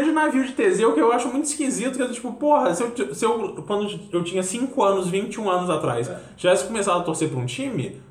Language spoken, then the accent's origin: Portuguese; Brazil; born there; o Brasil é só... Acontece ser o pedaço de... Terra onde eu nasci, só isso.